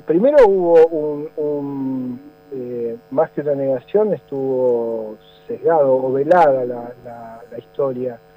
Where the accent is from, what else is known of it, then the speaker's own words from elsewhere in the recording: Buenos Aires, Argentina; cómo vengo yo a contar la historia siendo de otro lugar, de Buenos Aires, me tratan como porteño